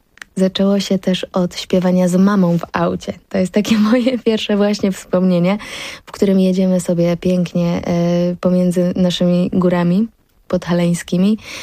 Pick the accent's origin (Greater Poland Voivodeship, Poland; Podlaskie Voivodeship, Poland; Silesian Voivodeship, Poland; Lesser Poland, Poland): Lesser Poland, Poland; Zakopane; jakżeż tak można być z gór, że nie jesteś miastowa w ogóle. No i tak, tak było, ale się teraz tego nie wstydzę. Jestem ze wsi.